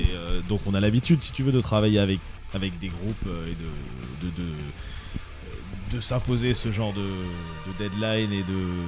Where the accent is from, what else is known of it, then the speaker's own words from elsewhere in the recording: France; en tant que Français, c'était important aussi